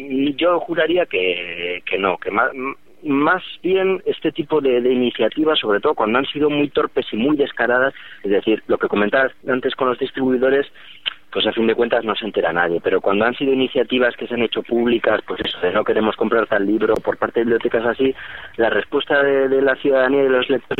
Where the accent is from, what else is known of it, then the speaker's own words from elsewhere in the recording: Basque Country, Spain; tenemos 22 años y estamos políticamente muy marcados, o sea, tanto a la izquierda como, bueno, como vascos que somos